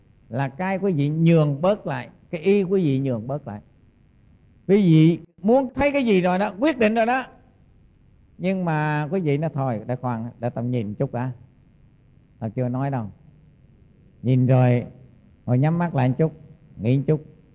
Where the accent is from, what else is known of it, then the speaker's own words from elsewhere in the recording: Central Vietnam, Vietnam; now in South Vietnam; Mà tôi là dù là dân Trung nhưng mà sống ở miền Nam này gần 40 năm rồi thì nó thành dân Nam